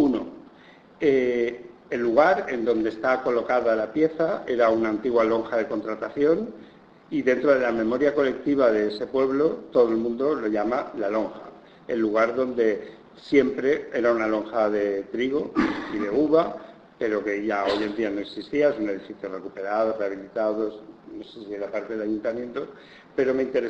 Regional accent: Benissa, Valencian Community, Spain; en un pueblecito al lado de mi pueblo, que es Benissa, en Alicante

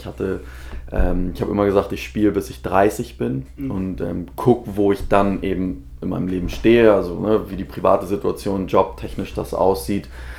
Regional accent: Hamburg, Germany; Also ich bin gebürtiger Hamburger, wohne auch immer noch in Hamburg.

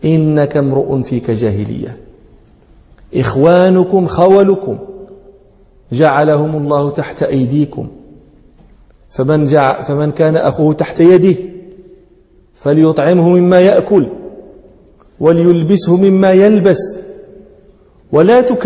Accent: Morocco; يعني بعض المتكلمين هنا عندنا في المغرب ينطقون بها

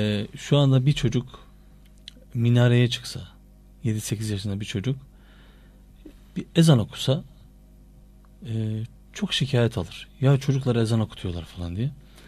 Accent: Erzurum, Turkey; Aynı mahallede doğduk, büyüdük.

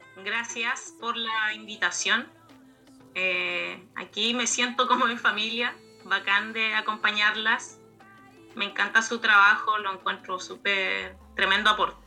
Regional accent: San Pedro de la Paz, Biobío, Chile; Yo soy de San Pedro, de La Paz, y soy mueblista, soy artesana, y en verdad me gusta mucho mi territorio. Además me crié en una población

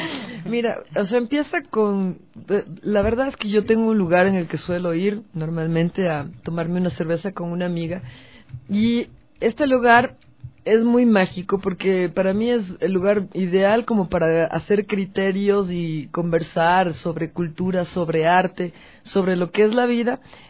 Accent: Quito, Pichincha, Ecuador; recordar que somos unos quiteños

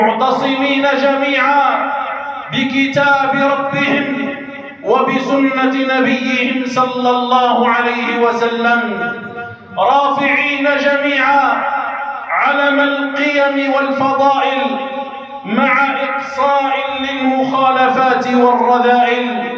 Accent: Algeria; ها هي بلادنا الجزائر، بلادنا الجزائر ولله الحمد والمنة تعيش في أمن واستقرار

